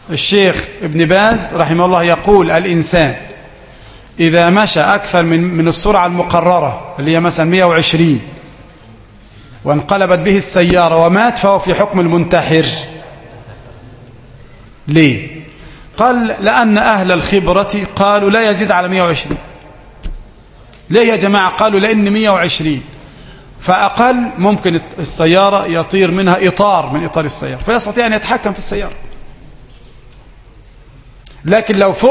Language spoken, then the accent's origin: Arabic; Egypt; ممكن عندنا في مصر مثلا يعني نعمل اصطلاح إذا كانت خضراء نقف وزرقاء نمشي؟